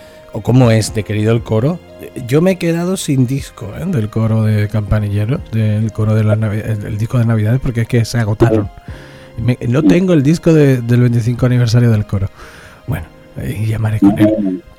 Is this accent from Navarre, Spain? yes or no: no; Andalusia, Spain; accent: Andalusian; un buen día de Andalucía, algo genial de reivindicar nuestro acento, nuestras raíces y demás